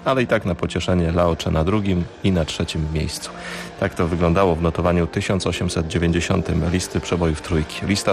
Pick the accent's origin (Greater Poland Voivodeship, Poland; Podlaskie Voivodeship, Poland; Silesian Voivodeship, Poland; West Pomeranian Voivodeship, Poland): Silesian Voivodeship, Poland; Zupełnie jak u nas na Górnym Śląsku.